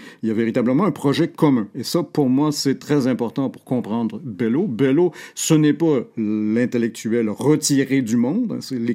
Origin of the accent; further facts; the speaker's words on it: Quebec, Canada; mais nous, en tant que Québécois, nous le lisons d'une façon particulière